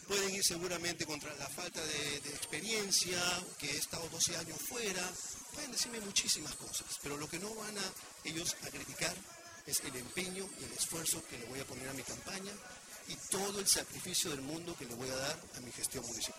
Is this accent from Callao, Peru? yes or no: yes; La Punta, Callao, Peru; Yo, como la gran mayoría de punteños que han vivido toda su vida acá, no he nacido en La Punta. Yo soy chalaco de nacimiento, nací en la clínica Barton, que estaba, ya no existe, en Guarachalaca.